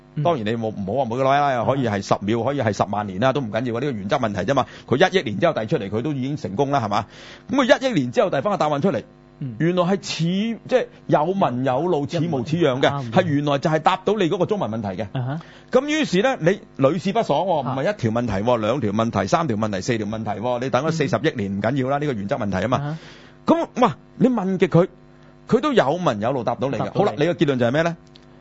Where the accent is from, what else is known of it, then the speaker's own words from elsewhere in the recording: Hong Kong; 其實其中一個領導嗰小組咧係我哋香港人嚟嘅。